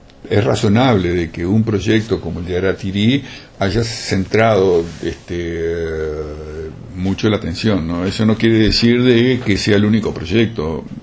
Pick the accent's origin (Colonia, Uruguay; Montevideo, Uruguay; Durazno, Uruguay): Colonia, Uruguay; Colonia del Sacramento; realidad soy químico, no montevideano, soy de la ciudad de Colonia.